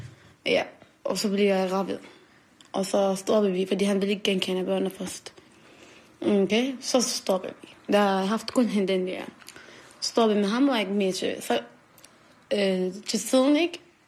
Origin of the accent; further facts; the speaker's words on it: Iraq; Danish is a second language; now in Copenhagen, Denmark; Landet? Irak. Ja, Irak. Og så bor jeg her for 12 år siden eller 13 år siden. Jeg kom med mine forældre.